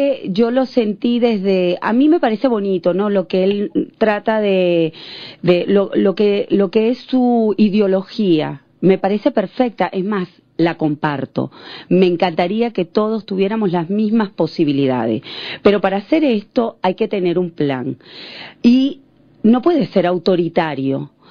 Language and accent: Spanish; Venezuela; Si yo toda la vida fui venezolana, no bolivariana, también soy bolivariana, pero yo soy venezolana.